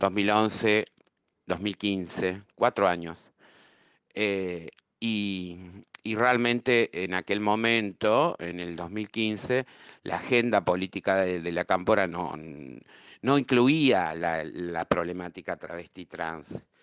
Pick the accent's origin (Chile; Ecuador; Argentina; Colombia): Argentina; also born or lived in Europe; salí de Europa despavorida. Había sido un fracaso la experiencia europea. Fueron 10 años. Entonces, cuando retorné a la Argentina